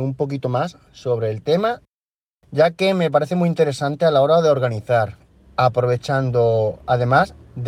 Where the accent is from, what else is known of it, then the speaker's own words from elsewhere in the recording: Badajoz, Extremadura, Spain; de Badajoz, España